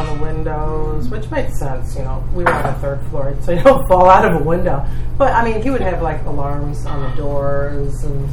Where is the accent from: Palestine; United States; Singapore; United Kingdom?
United States; New York City, New York; But remember, I grew up in New York City, so I'm even more paranoid.